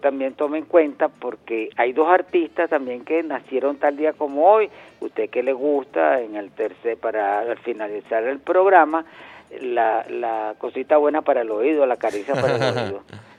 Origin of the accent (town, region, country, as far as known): Venezuela